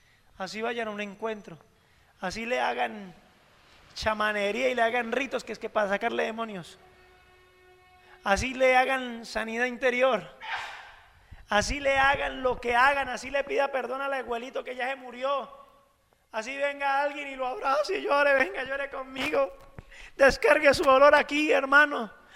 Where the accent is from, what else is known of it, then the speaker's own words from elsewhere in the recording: Colombia; aunque somos colombianos